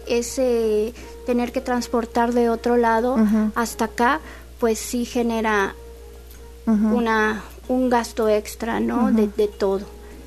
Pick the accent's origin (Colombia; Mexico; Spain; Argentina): Mexico; Mexico City; moved away as an adult; Yo llegué de la Ciudad de México como diseñadora gráfica.